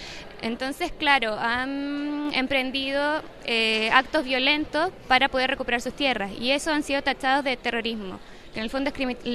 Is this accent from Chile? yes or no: yes; Chile; Yo no tengo procedencia mapuche, me imagino que sí, porque soy chilena, debe haber algún gen indígena en mí, pero no tengo apellido mapuche, no nací en una comunidad mapuche, pero como persona chilena